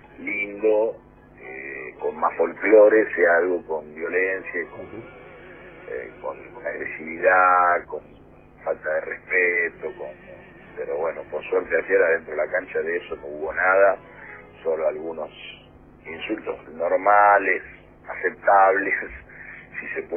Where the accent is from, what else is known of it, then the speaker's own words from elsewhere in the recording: Bahía Blanca, Buenos Aires Province, Argentina; vos sabés que yo soy de Bahía Blanca